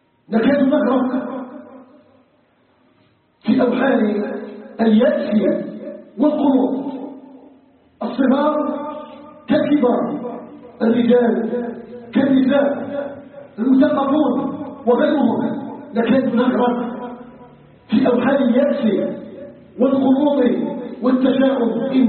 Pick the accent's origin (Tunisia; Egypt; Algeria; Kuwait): Algeria; اساله جل وعلا ان يجعل بلدنا الجزائر بلدا امنا مطمئنا